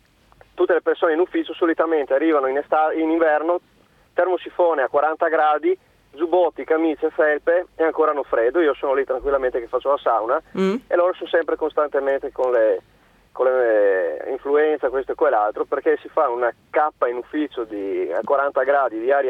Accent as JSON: {"language": "Italian", "town": "Pordenone", "region": "Friuli-Venezia Giulia", "country": "Italy", "said": "Allora, premetto una cosa, io sono di Pordenone"}